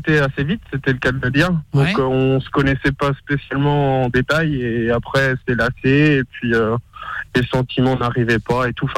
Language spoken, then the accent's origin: French; Brittany, France; Bah, à la base, je suis breton